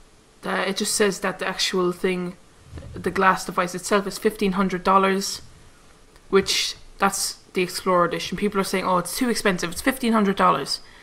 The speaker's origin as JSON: {"language": "English", "country": "Ireland", "said": "I think that's us anyway. We're Irish, and then I think that's the same as British time."}